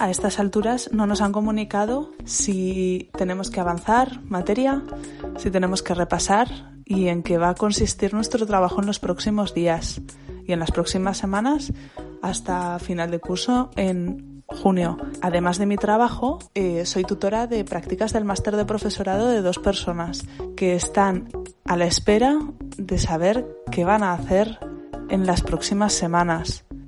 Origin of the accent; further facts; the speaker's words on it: Zaragoza, Aragon, Spain; de Zaragoza